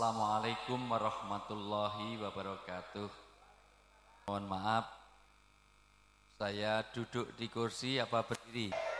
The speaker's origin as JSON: {"language": "Indonesian", "region": "Java", "country": "Indonesia", "said": "Saya asli orang Jawa, di dalam tradisi Jawa orang tua disebut sepuh."}